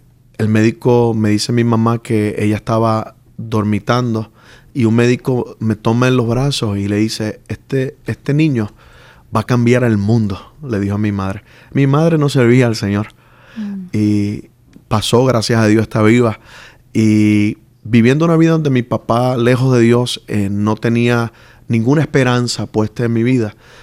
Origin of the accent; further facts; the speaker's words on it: Puerto Rico; Bueno, como usted dijo, soy puertorriqueño. Nací en el 73